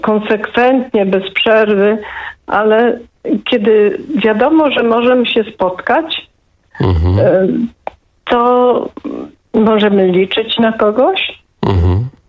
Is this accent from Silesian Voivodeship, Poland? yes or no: yes; Silesian Voivodeship, Poland; Tak mówię fajnie, bo jestem ze Śląska.